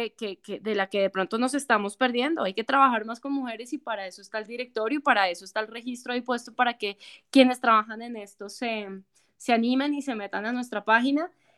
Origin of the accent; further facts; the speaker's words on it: Colombia; lo que somos como colombianos.